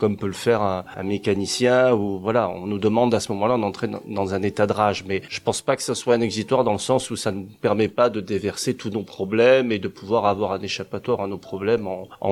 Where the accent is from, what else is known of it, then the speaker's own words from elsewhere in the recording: Marseille, Provence-Alpes-Côte d'Azur, France; Moi, je suis marseillais d'origine, donc j'allais beaucoup au théâtre de la Criée à Marseille quand j'étais petit.